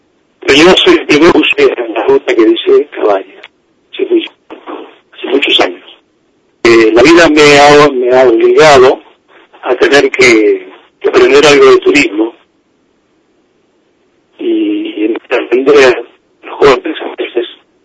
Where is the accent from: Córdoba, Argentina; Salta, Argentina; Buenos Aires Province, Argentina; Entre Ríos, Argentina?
Entre Ríos, Argentina; No soy de acá, soy de Paraje Entre Ríos, y la verdad que el tema me convoca a pesar de estar